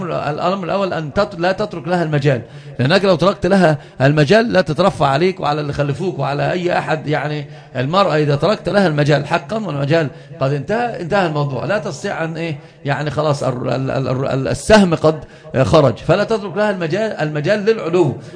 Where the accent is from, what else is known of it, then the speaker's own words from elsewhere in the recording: Upper Egypt, Egypt; عندنا في الصعيد وأنت تعرفون كنت بقى صعيد